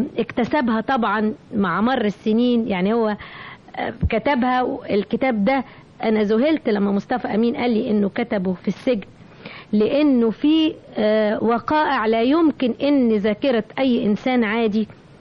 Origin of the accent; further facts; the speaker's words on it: Egypt; شعرت بفخر اني مصرية